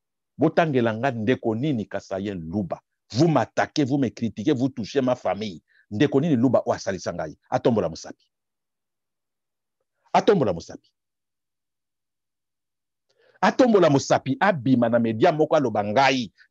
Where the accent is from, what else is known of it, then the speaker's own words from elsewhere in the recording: DR Congo; Mais nazali congolais. Je suis congolais. La Corée au coréen, le Congo au congolais. Je suis congolais.